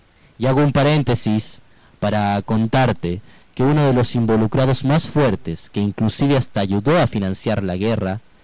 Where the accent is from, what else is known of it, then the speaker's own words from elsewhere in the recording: Paraguay; Algo que en mi país hasta hoy día, casi 200 años después, nos sigue erizando la piel